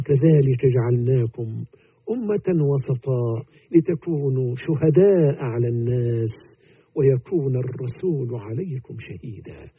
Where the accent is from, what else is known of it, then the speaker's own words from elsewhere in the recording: Egypt; حتى تسمى عندنا في مصر يسمون عاشوراء